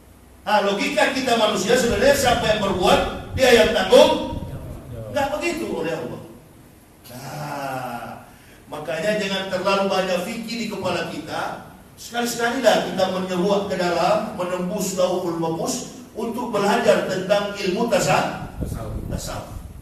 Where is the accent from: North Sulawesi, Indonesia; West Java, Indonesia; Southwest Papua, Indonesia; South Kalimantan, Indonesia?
North Sulawesi, Indonesia; Manado; born there; Manado tempat kelahiran saya nggak pernah tuh datang tsunami.